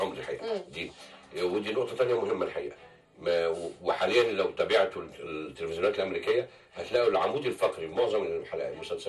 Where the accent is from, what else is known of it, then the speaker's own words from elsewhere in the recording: Egypt; احنا ما بناخدش اجازه على الاقل عندنا في مصر